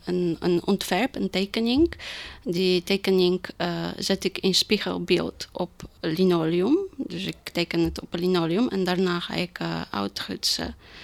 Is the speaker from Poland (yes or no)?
yes; Poland; now in Netherlands; Ik kom uit Polen.